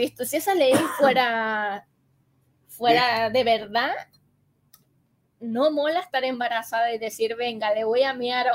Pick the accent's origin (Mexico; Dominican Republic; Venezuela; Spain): Venezuela; Es que los venezolanos nos gusta mucho chupar.